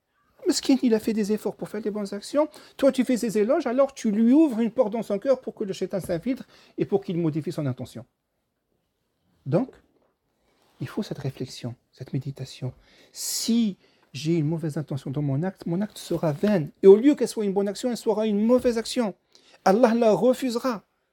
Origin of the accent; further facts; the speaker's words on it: Algeria; moi je connais l'Algérie, je suis algérien, je connais l'Algérie.